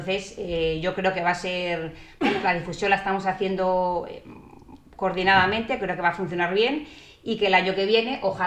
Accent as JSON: {"language": "Spanish", "town": "Alcalá de Henares", "region": "Community of Madrid", "country": "Spain", "said": "soy de Alcalá de Henares, por supuesto."}